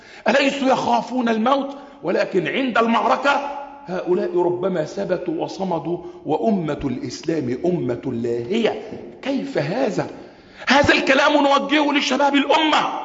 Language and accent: Arabic; Egypt; وأخص بلدنا مصر